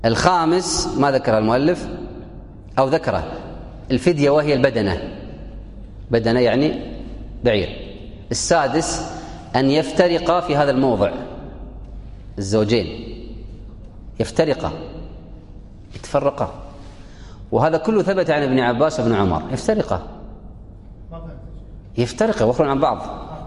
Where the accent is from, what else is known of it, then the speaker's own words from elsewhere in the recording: Kuwait; في السابق عندنا في الكويت يلبسون أخضر بس هذه انقرضت الآن